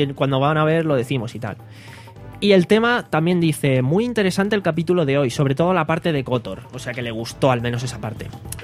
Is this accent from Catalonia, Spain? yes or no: no; Alicante, Valencian Community, Spain; somos de la Virgen del Remedio.